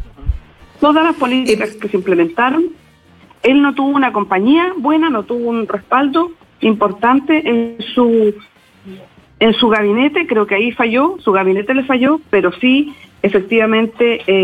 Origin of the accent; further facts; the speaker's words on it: Chile; aquí en Chile, yo, por eso aquí yo apelo a la responsabilidad de todos nosotros. Somos bien, nosotros somos los chilenos súper aguerridos